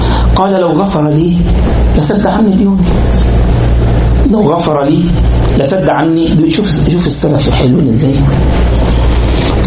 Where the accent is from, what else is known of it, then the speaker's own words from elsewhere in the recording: Sharqia Governorate, Egypt; مره كنت في عندنا في مصر في منطقه اسمها الشرقيه، يعني قال بلد يعني محافظه من المحافظات